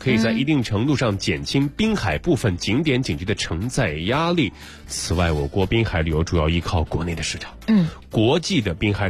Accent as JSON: {"language": "Chinese", "town": "Chifeng", "region": "Inner Mongolia", "country": "China", "tie": "born or raised there", "said": "赤峰，然后呢？大草原"}